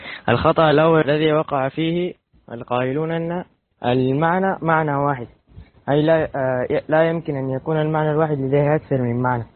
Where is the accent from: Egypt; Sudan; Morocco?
Sudan; من السودان.